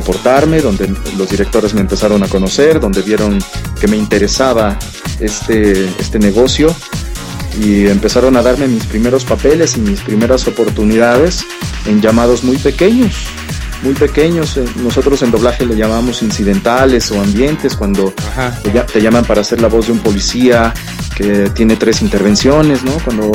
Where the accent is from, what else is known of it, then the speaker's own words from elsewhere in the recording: Mexicali, Baja California, Mexico; born there; nació en la ciudad de Mexicali, Baja California Norte, en la República Mexicana, un 11 de diciembre de 1977. En muy corta edad llegué a la Ciudad de México, en la cual ya radico